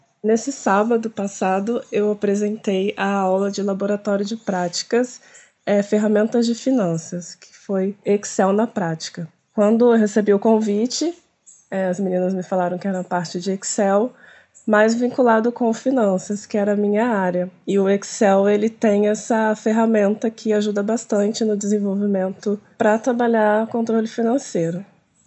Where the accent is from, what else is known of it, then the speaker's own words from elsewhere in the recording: Resende, Rio de Janeiro, Brazil; born there; now in Penedo, Brazil; que o pessoal me chama aí na …. Eu sou nascida em Resende e atualmente estou morando em Penedo, que é pertinho aqui da Serrinha.